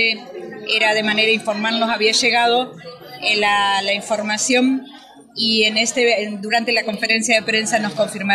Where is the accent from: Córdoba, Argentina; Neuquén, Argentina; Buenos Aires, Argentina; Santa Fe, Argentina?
Neuquén, Argentina; Zapala; born there; vengo de la provincia del Neuquén, vivo en la comunidad Curruinca, a los pies del Cerro Chapelco. Soy nacida en la zona centro, en la zona de Zapala, en una de las comunidades de la zona centro de la provincia del Neuquén.